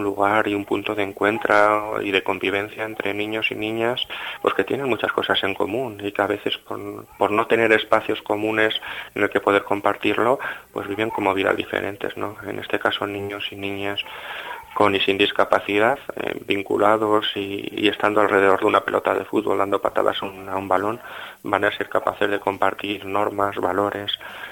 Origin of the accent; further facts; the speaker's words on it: Salamanca, Castile and León, Spain; es otro motivo más de estar orgulloso como salmantino